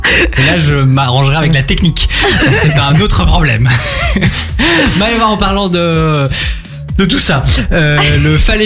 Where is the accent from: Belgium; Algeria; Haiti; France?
Belgium; Troisième et dernière info, chez nous en Belgique